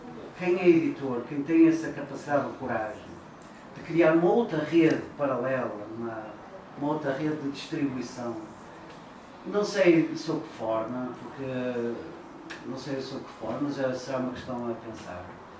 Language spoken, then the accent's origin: Portuguese; Viana do Castelo, Norte, Portugal; no sou de Porto, venho de Viana